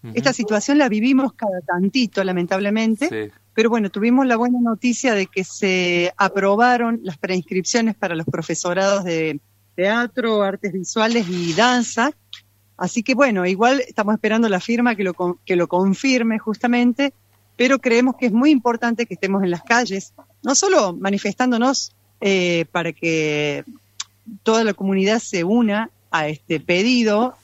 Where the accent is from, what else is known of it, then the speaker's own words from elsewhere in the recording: Córdoba, Argentina; moved away; dirigí coros en Córdoba muchos años antes de venir, soy cordobesa, antes de venir para acá.